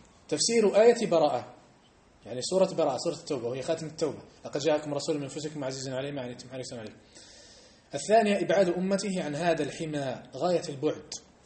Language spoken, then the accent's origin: Arabic; Algeria; لما احنا عندنا في الجزائر لما تحج لجبل فلان الفلان الفلاني كأنك حجيت أفضل من حجة إلى مكة